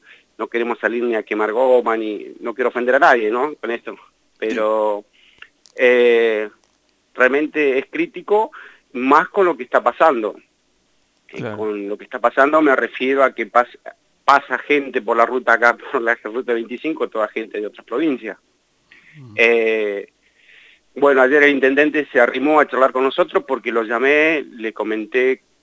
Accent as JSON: {"language": "Spanish", "country": "Argentina", "said": "todos somos argentinos y todos necesitamos laburar"}